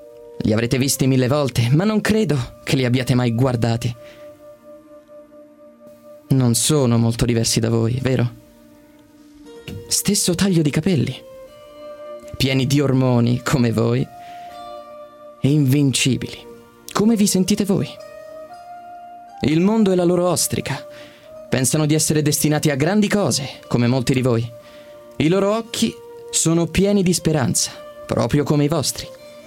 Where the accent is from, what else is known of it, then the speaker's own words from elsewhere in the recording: Rome, Lazio, Italy; e ho 23 anni. Ma e sono di Roma.